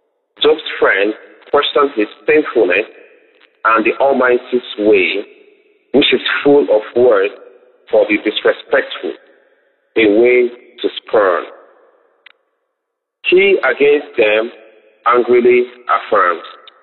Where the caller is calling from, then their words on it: Queensland, Australia; I'm recording from Queensland, Australia.